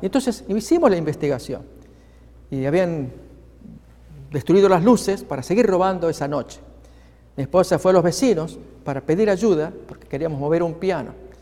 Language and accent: Spanish; Argentina; Años atrás, en mi país, Argentina, me tocó acompañar en una campaña evangelística.